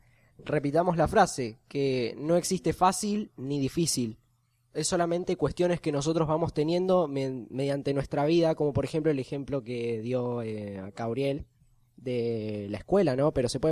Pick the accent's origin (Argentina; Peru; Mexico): Argentina; yo me quedo acá en Argentina a continuar con mis estudios y con todos mis trabajos acá, porque soy argentino.